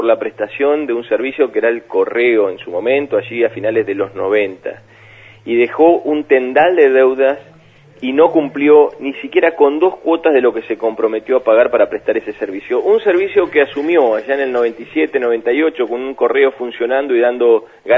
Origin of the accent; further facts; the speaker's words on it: Beltrán, Río Negro, Argentina; en mi pueblo, en Beltrán, en mi casa, desde chiquito